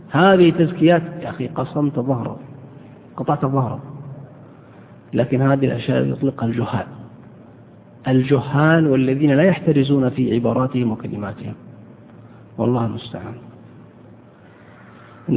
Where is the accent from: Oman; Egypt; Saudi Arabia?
Saudi Arabia; بل إني سمعت مرة أحد الشباب يلقي قصيدة شعر بين يدي أحد الدعاة عندنا في السعودية